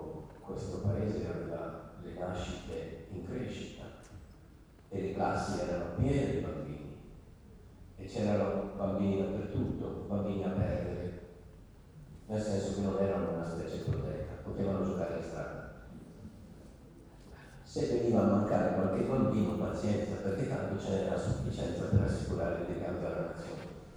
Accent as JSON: {"language": "Italian", "region": "Veneto", "country": "Italy", "said": "È vero che vengo dalla valle del Piave, ma non da lontanone"}